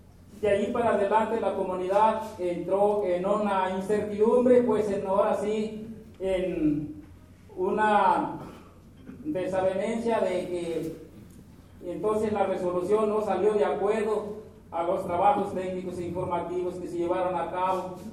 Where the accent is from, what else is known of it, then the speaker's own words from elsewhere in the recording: Santa María Ostula, Michoacán, Mexico; nosotros los compañeros que vinimos de la comunidad de Santa María Oscura